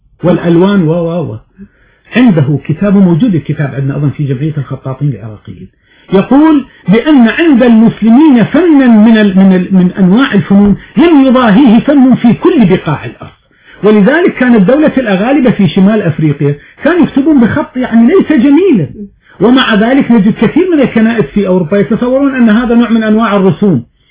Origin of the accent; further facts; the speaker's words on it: Morocco; عندنا في المغرب يقرؤون المقامات والموشحات الدينية